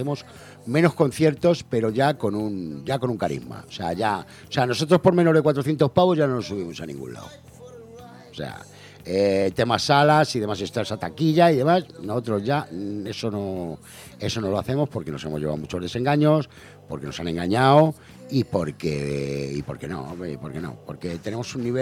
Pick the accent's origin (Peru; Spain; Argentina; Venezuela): Spain; Madrid, Community of Madrid; Y claro, nosotros somos de Madrid.